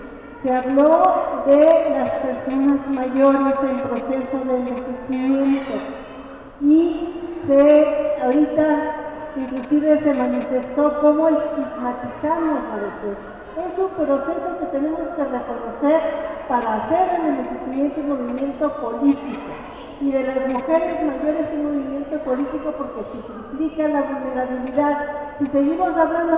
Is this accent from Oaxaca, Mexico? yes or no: no; Mexico City, Mexico; del Distrito Federal.